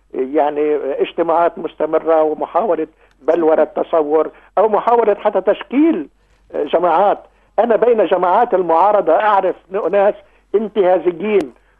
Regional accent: Beqaa, Lebanon; لأننا نحن يعني منذ طفولتنا نذهب بالقطار من قريتنا إلى دمشق عبر هذا الخط. حتى أنه أنا أتمنى أن تزوري قريتي ومنزلي. يعني منزلي تقريبا في البقاع يعتبر امتداد لوادي بردة.

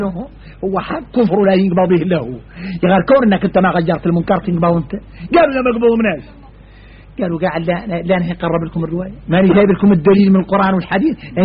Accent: Mauritania; هذا ما قلت تذكروه في دعيه نحن موريتاني

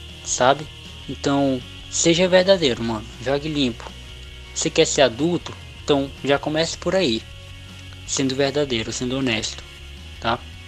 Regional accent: Acre, Brazil; Eu e a Mauriane somos do Acre

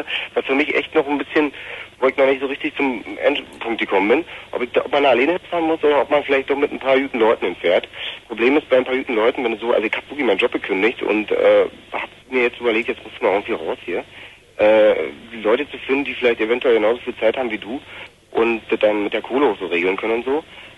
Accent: East Germany, Germany; wir als Ossi sicherlich jetzt auch mal irgendwo ein bisschen weiter wissen können

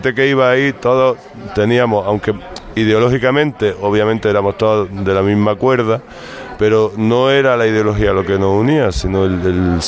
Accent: Granada, Andalusia, Spain; Yo me he criado en Granada, yo soy de Granada

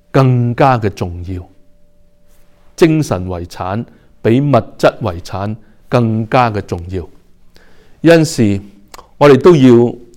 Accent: China; 特别系我哋中国人

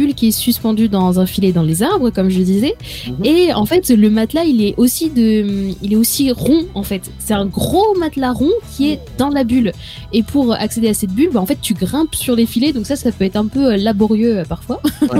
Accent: Changé, Pays de la Loire, France; C'est comme à la base, la petite ville. La petite ville d'où je viens s'appelle Changé.

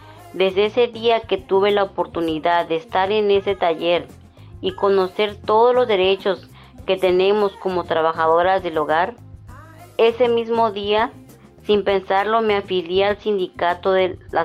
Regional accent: San Miguel el Grande, Oaxaca, Mexico; now in Tijuana, Mexico; soy de San Miguel el Grande, Oaxaca. Radico en Tijuana hace 22 años, soy trabajadora del hogar.

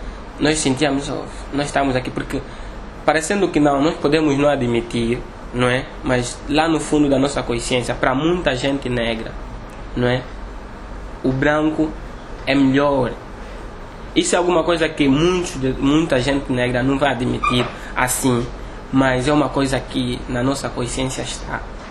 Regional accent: Angola; moved away; foi a primeira vez que eu saí da Angola.

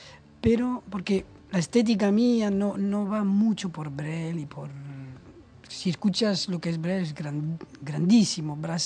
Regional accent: Spain; porque siendo español me parece difícil, no me gusta.

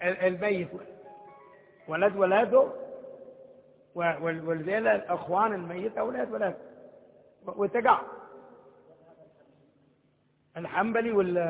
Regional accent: Hadhramaut, Yemen; إحنا من حضرموت، حضرموت كمان خبامة الشمس قدها حق العشي

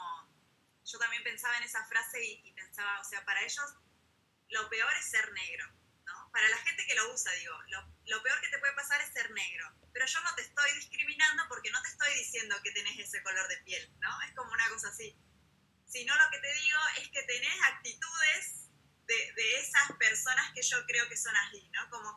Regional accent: Peru; moved away; Yo tuve la oportunidad de volver, digamos, a mi país de origen. Soy peruana, bueno, nací en Perú, y allá era distinto, ¿no?

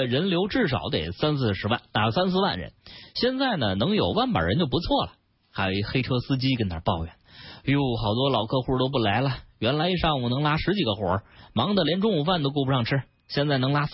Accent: Beijing, China; 咱们北京是咱们北京人的北京

